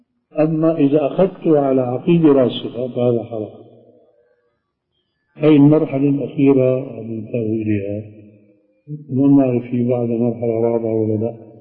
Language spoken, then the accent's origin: Arabic; Aleppo, Aleppo Governorate, Syria; فهو بعث وأنا من حلب